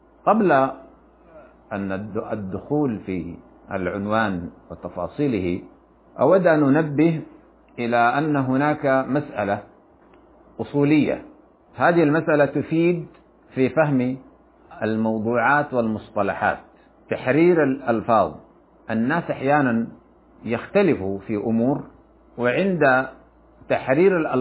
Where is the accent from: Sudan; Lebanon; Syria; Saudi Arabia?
Sudan; فإننا في بلادنا السودان على وجه الخصوص نرى في هذه الأيام مظاهر غريبة عن ثقافتنا وعن مجتمعاتنا